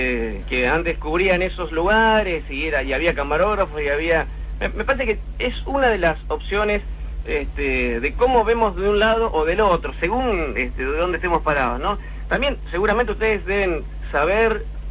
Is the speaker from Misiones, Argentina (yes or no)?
no; Baradero, Buenos Aires Province, Argentina; Yo soy de Varadero.